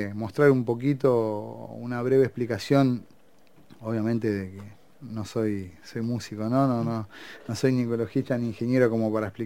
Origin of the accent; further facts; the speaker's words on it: La Plata, Buenos Aires Province, Argentina; yo me crié acá en La Plata y muchísimo en Atalaya, en Magdalena